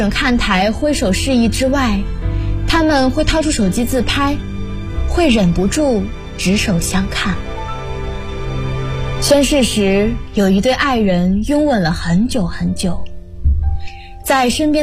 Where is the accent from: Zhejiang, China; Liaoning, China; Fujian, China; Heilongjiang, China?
Fujian, China; Xiamen; now in Nanjing, China; Hello， 大家好， … 来自福建厦门。我在南京大学，距离我的家乡1167公里。